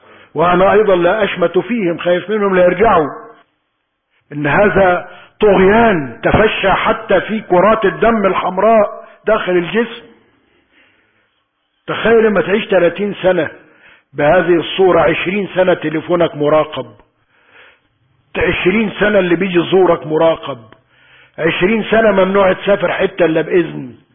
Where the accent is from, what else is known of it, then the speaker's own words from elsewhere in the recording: Egypt; اللهم احفظ بلدنا مصر من كل سوء